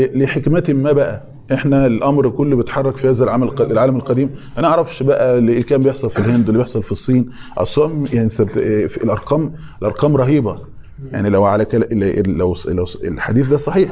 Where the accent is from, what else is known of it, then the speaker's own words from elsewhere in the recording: Egypt; عشان احنا برضو مصريين فما بنحسش باللقطة دي